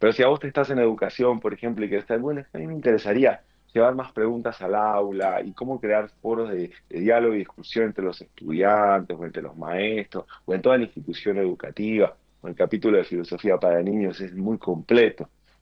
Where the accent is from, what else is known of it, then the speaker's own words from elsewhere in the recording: Argentina; born there; yo nací en Argentina, aunque no vivo mucho aquí.